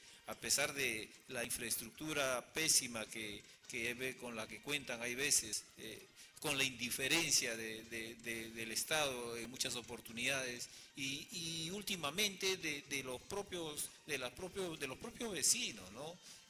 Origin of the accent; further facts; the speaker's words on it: Peru; moved away as an adult; tuve que salir del país a trabajar como todo peruano que inmigra para buscar nuevos senderos.